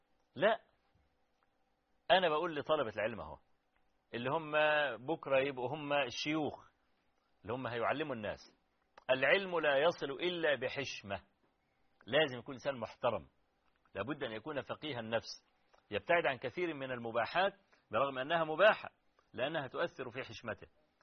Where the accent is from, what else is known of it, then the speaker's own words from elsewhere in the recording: Kafr El Sheikh, Kafr El Sheikh Governorate, Egypt; عندنا في كفر الشيخ يعني